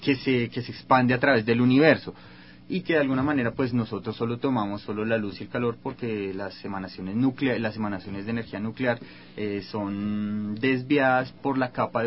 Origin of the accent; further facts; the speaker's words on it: Bogotá, Colombia; yo vengo de la ciudad de Bogotá. Soy químico de la Universidad de Ciencias Aplicadas Ambientales de Colombia.